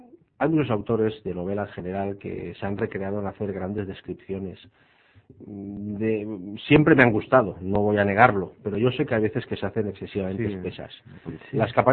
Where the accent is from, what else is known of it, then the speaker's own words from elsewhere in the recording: Valencian Community, Spain; ha vuelto a resurgir realmente lo que somos los valencianos en términos generales.